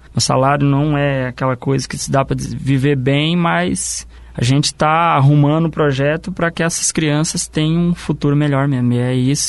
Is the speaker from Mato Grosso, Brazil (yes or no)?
no; Paraná, Brazil; Eu sou do Porto Belo.